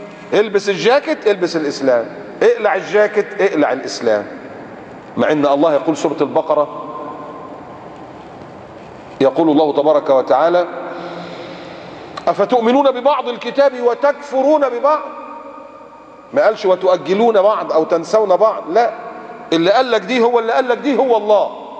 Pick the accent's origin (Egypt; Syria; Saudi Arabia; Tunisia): Egypt; moved away; عارف المشروع عندنا في مصر في بلادنا، المشروع ب 14 راكب السيرفيس، او ساعات اللي كان قبل انا ما امشي من كانت العربيه البيجو السبعه راكب دي